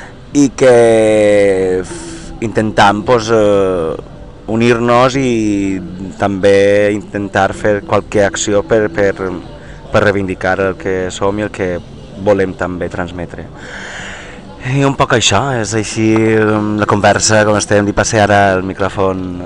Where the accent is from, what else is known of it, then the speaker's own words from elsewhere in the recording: Albaida, Valencian Community, Spain; Jo quan vivia a València i tal, al poble, pues, soc d'Albaida